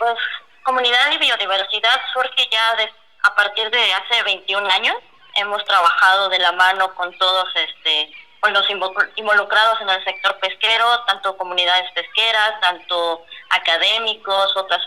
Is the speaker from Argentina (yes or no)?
no; Chiapas, Mexico; now in Guaymas, Mexico; Yo ahorita me encuentro en Guaymas, Sonora, aunque yo soy originaria de Chiapas.